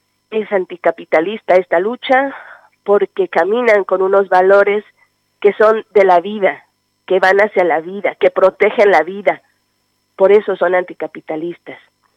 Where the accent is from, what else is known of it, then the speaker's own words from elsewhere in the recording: Chiapas, Mexico; Yo soy chiapaneca y estudiaba en la universidad